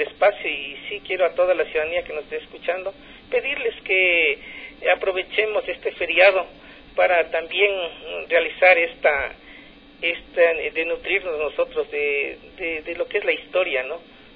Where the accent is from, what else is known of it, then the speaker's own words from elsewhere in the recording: Quito, Pichincha, Ecuador; yo creo que los quiteños y todos debemos tener esa predisposición de rescatar la identidad como quiteños, y la identidad nuestra está en la historia.